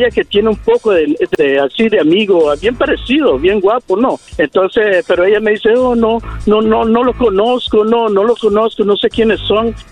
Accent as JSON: {"language": "Spanish", "country": "Nicaragua", "said": "También soy de Nicaragua."}